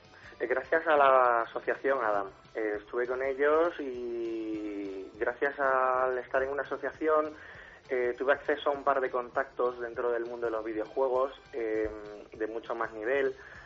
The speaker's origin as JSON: {"language": "Spanish", "town": "Madrid", "region": "Community of Madrid", "country": "Spain", "said": "soy de Madrid y bueno, en el mundillo de los videojuegos y de internet"}